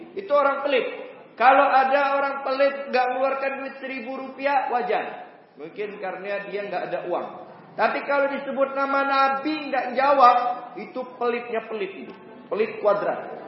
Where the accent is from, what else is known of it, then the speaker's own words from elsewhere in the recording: Pontianak, West Kalimantan, Indonesia; Saya dari Pontianak. Pontianak Palembang itu mirip-mirip sedikit lah.